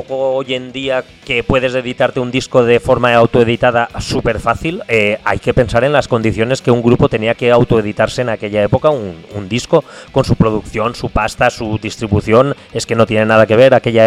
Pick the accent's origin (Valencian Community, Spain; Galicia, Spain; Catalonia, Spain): Valencian Community, Spain; Ontinyent; yo soy de Ontiñán, ¿no?